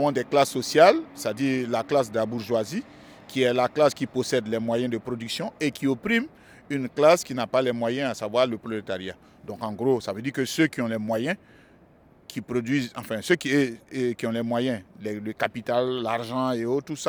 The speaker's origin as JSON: {"language": "French", "country": "Côte d’Ivoire", "first_language": "Bété", "said": "dans ma langue maternelle qui est le bété, puisque je suis originaire d'un enclos colonial qu'on appelle la Côte d'Ivoire. Donc, dans cette Côte d'Ivoire, je fais partie d'un groupe, d'une communauté linguistique qu'on appelle le Krou, et dans le groupe Krou, donc je suis bété."}